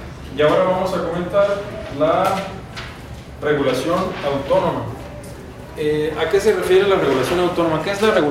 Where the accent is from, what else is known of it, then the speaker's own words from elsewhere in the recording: Baja California, Mexico; Bueno, yo soy de Baja California, entonces voy a mencionar de Baja California